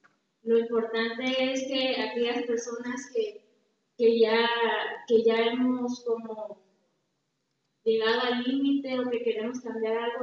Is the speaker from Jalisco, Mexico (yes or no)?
no; Cabo Pulmo, Baja California Sur, Mexico; soy de Cabo Pulmo, California